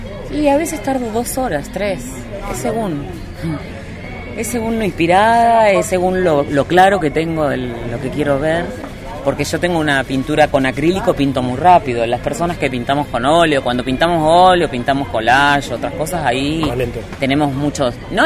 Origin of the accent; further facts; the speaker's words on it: Las Rosas, Córdoba, Argentina; y soy de Las Rosas.